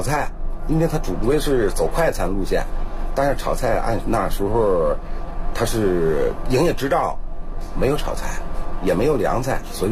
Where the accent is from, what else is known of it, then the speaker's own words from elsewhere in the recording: Beijing, China; 土生土长在北京，也没离开这前门地区。